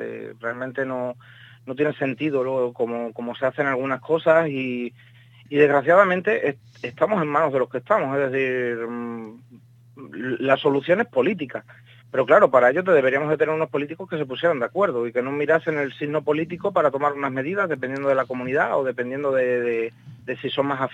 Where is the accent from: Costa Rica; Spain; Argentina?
Spain; Fuenlabrada, Community of Madrid; yo soy de Fuenlabrada, me han confinado